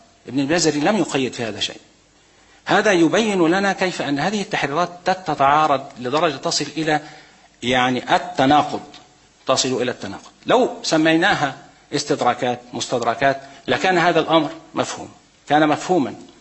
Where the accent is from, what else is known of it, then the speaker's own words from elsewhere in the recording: Egypt; عندنا في مصر الآن لا تحريرات